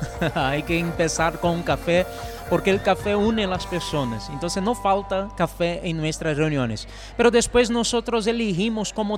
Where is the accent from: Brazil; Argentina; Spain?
Brazil; Spanish is a second language; Yo soy misionero brasileño y estoy acá por eso.